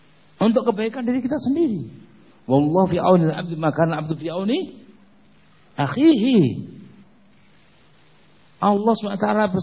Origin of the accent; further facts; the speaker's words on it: Indonesia; Kemudian jamaah di situ bertanya, mau kemana? Orang mana? Orang Indonesia.